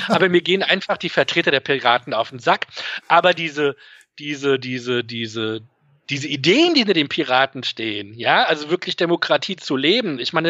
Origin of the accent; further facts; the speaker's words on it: Frankfurt am Main, Hesse, Germany; Und dann komme ich aus Frankfurt am Main. Ich bin hier auch groß geworden.